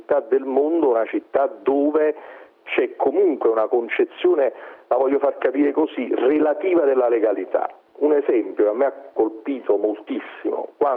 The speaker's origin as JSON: {"language": "Italian", "town": "Naples", "region": "Campania", "country": "Italy", "said": "Io innanzitutto la sto vivendo come napoletano e come sindaco questa situazione"}